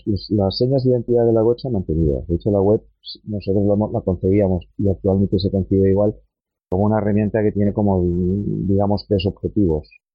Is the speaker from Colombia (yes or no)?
no; Barcelona, Catalonia, Spain; yo soy de Barcelona